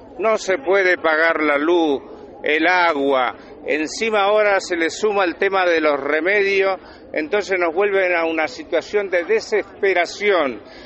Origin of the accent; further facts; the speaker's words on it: La Matanza, Buenos Aires Province, Argentina; vengo de La Matanza.